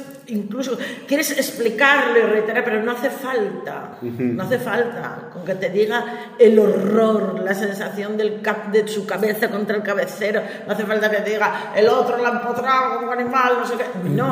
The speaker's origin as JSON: {"language": "Spanish", "town": "Gijón", "region": "Asturias", "country": "Spain", "said": "Ni en la lancha de Cantelli, para los que somos de Gijón"}